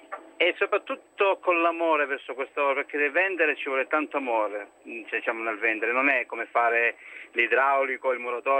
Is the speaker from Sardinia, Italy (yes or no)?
no; Crotone, Calabria, Italy; now in Como, Italy; io chiamo da Como, ma sono calabrese, sono di Crotone.